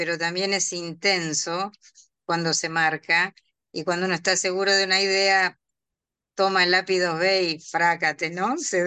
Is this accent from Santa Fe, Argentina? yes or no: yes; Casilda, Santa Fe, Argentina; also born or lived in Rosario; En realidad soy de Casilda, una ciudad cercana